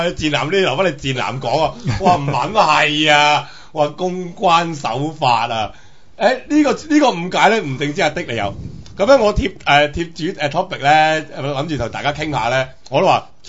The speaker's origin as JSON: {"language": "Cantonese", "country": "Hong Kong", "said": "即系我系香港人啦。"}